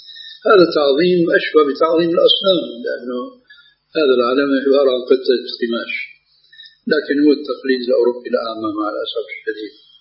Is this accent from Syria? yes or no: yes; Syria; now in Jordan; ولو أمثل هنا في الأردن وفي عندنا في سوريا